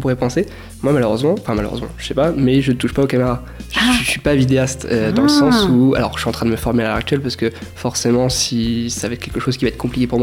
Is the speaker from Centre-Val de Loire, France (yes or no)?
yes; Amboise, Centre-Val de Loire, France; Je viens d'Amboise, justement, là où on enregistre actuellement l'émission.